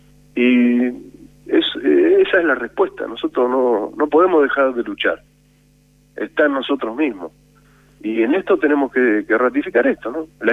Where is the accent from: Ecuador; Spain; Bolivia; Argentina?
Argentina; Nosotros como pueblo, como argentinos